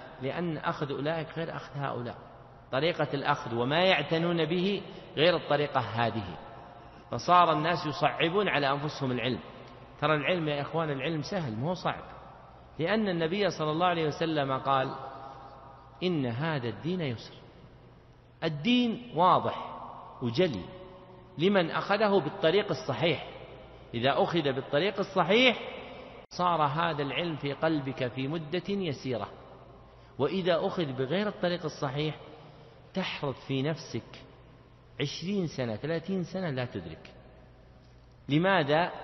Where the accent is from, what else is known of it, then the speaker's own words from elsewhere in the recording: Riyadh Province, Saudi Arabia; يعني مثل ما يقول العوام عندنا في نجد